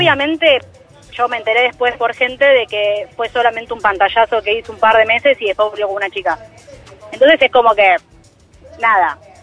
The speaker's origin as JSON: {"language": "Spanish", "region": "Chubut", "country": "Argentina", "moved": "yes", "lives_now": "Buenos Aires, Argentina", "said": "Yo soy una chica que está viviendo en Capital, pero soy del sur, de Chubut."}